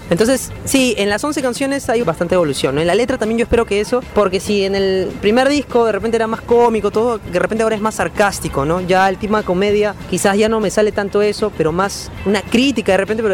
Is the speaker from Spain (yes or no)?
no; Peru; o más que todo de nosotros como peruanos